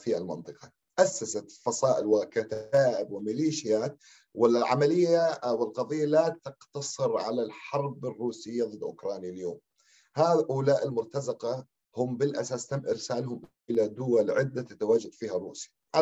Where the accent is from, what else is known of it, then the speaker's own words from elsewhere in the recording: Syria; ونحن كسوريين